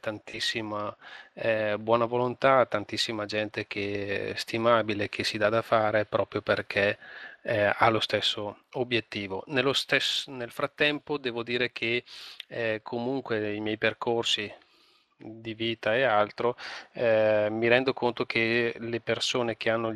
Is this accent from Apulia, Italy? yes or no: no; Brescia, Lombardy, Italy; now in Bergamo province, Italy; sono di Brescia e vivo nella provincia di Bergamo, ho 45 anni